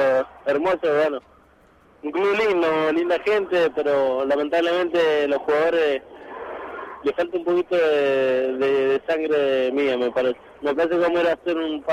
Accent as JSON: {"language": "Spanish", "region": "Mendoza", "country": "Argentina", "moved": "as an adult", "lives_now": "Buenos Aires, Argentina", "said": "a Buenos Aires, vine con lo poco y nada, una mano atrás y otra adelante, vengo a buscar un sueño, tuve que salir de Mendoza porque bueno, lamentablemente ayer no se me dan las posibilidades ni económicas ni de peleas tampoco"}